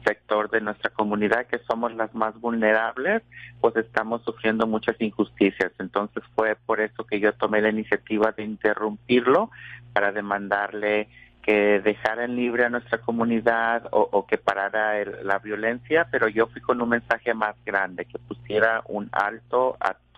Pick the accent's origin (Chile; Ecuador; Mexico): Mexico; moved away